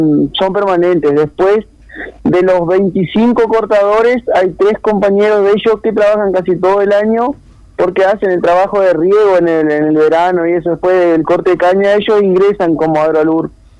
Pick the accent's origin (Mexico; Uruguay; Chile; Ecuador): Uruguay; Bella Unión, Artigas; Aunque yo soy de Bella Unión, ¿verdad?